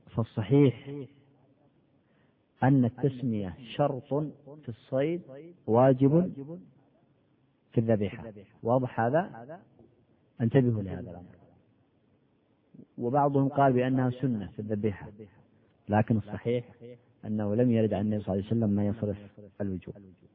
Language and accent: Arabic; Al Bayda Governorate, Yemen; عندنا في اليمن في البيضاء الناس عندهم عادة